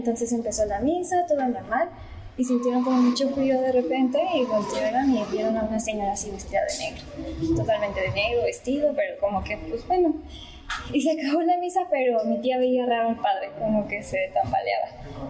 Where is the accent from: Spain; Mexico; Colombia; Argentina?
Mexico; Pátzcuaro, Michoacán; Yo soy de Pátzcuaro, Michoacán.